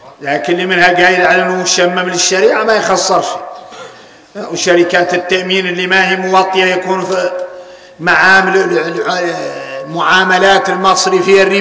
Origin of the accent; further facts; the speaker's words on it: Mauritania; احنا موريتاني عندنا شيء شريعه وعندنا شيء ذريعه